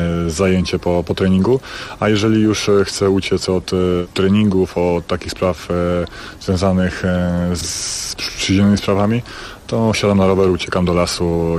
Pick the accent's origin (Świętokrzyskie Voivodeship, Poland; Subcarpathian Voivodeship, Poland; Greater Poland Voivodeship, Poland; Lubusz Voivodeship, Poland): Świętokrzyskie Voivodeship, Poland; Sandomierz; No jest to region świętokrzyski i w zasadzie urodziłem się w Sandomierzu, mieszkałem tam 17 lat.